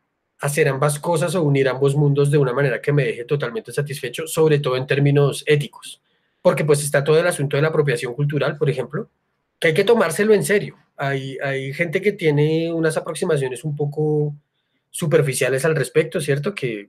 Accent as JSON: {"language": "Spanish", "region": "Bogotá", "country": "Colombia", "said": "sí hay que tener en cuenta que nosotros somos de Bogotá"}